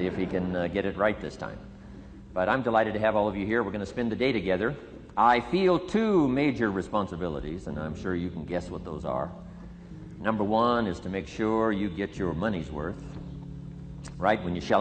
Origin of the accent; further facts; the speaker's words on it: Idaho, United States; I grew up in Idaho, farm country, southwest corner of Idaho.